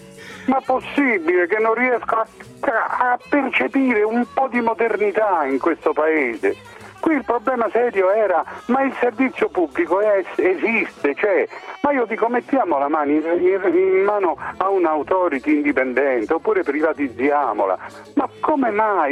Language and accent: Italian; Rome, Lazio, Italy; Noi veniamo da Roma, quindi